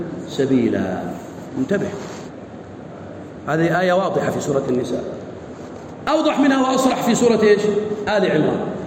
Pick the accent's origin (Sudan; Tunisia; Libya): Sudan; احنا سوداني